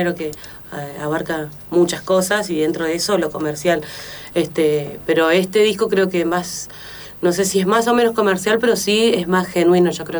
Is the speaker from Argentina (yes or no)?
yes; Córdoba, Argentina; De Córdoba Capital.